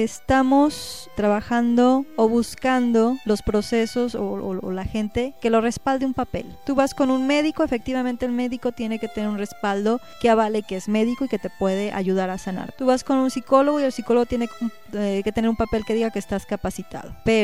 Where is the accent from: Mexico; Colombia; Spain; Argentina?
Mexico; Como mexicano siempre te lo estás cuestionando.